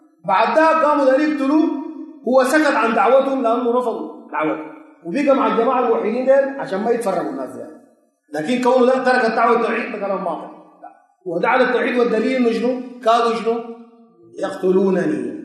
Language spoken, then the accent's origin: Arabic; Sudan; زي سين عندنا في السودان